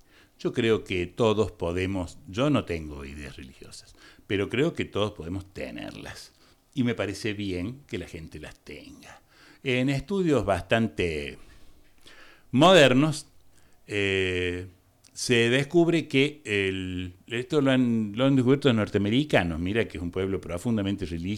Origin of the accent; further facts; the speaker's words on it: Argentina; soy argentino, ¿qué le voy a hacer?